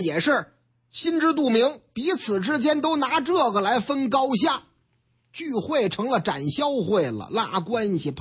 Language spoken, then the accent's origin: Chinese; Shanghai, China; 这说的是我老家上海